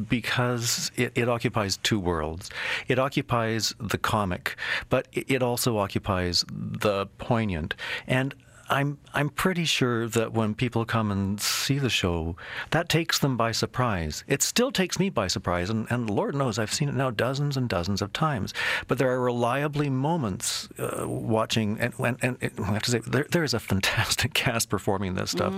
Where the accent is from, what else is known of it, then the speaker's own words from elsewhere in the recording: Winnipeg, Manitoba, Canada; Well, when I was a child, I used to love to read. I grew up in Winnipeg